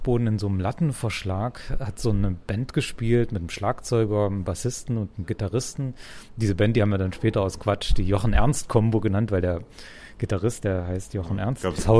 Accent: Halle, Saxony-Anhalt, Germany; Ja, also ich komme aus Halle

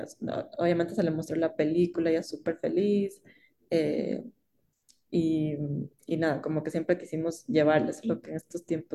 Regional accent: Ecuador; había muchas cosas que eran muy comunes con Ecuador, de donde yo vengo.

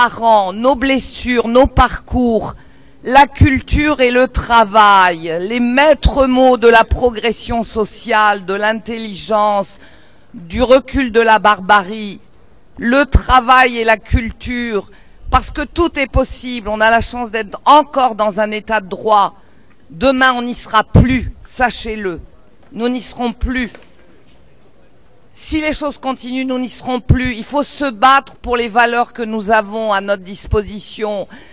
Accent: Paris, Île-de-France, France; born there; je suis née à Château-Rouge, dans un quartier où tout le monde cohabitait, juifs, musulmans, laïcs

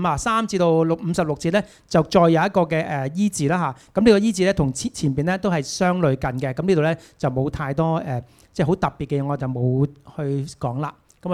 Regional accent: China; 你知猶太人唔係我哋中國人啦，係咁要食幾碗飯啦

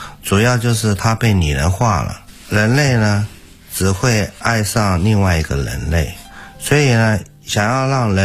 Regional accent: Taiwan; 那我们台湾人都很喜欢有什么阿什么

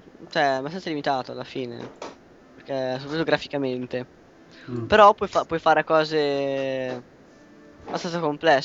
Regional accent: Emilia-Romagna, Italy; ho detto Puglia perché sono romagnolo, quindi distanza

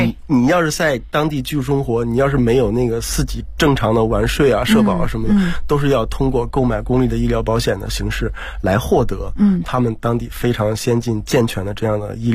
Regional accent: China; 其实这个话题呢，就是我们中国人是最有发言权的。

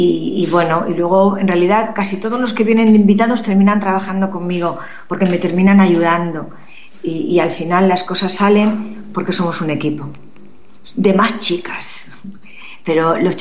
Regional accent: Castile and León, Spain; Me gustaba mucho ir a mi pueblo, soy de un pueblo de Segovia

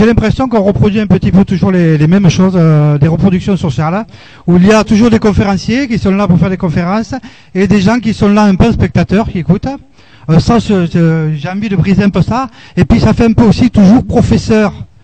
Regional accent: Occitanie, France; Je viens du Lot. J'écoute de chez moi.

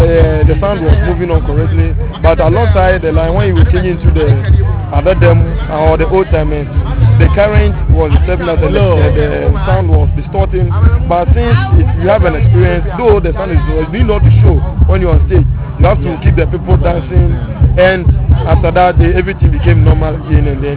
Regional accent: Western Region, Ghana; In fact, I'm from the Western region of Ghana.

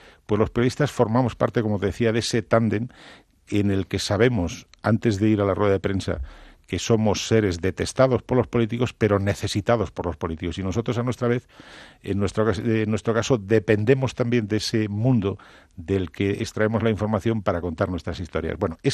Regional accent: Cantabria, Spain; mi tierra, Cantabria, las Asturias de Santillana

